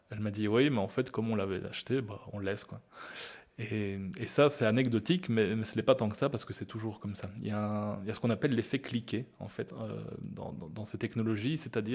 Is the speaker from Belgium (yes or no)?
yes; Belgium; la côte flamande, hein, chez nous en Belgique